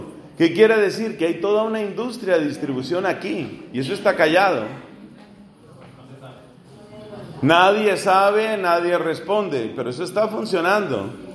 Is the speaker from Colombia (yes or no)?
yes; Colombia; es una vergüenza en mi país y es algo que hemos tenido que cargar muchos colombianos